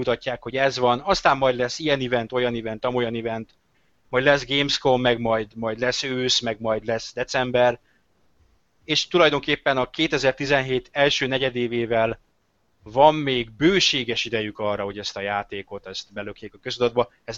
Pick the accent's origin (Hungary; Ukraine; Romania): Hungary; F betű, E betű, magyarok vagyunk, fe.